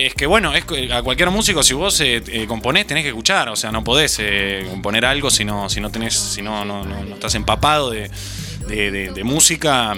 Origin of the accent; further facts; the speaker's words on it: San Marcos, Córdoba, Argentina; soy nacido acá, soy enfermo de San Marcos, wow, claro, amo.